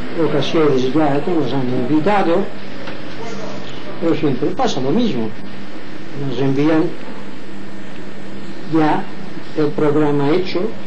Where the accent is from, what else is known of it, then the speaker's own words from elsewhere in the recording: Inca, Balearic Islands, Spain; born there; ya jubilado, tengo 83 años de edad, he nacido o nací en Inca, pueblo de Mallorca. Muy bien. Pero soy descendiente de los judíos